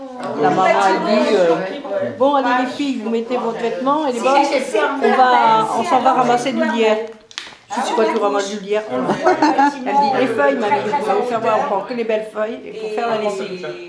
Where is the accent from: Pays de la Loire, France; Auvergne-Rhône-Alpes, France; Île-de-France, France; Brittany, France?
Pays de la Loire, France; parce chez moi en Mayenne, il y avait des moines aussi qui faisaient du fromage.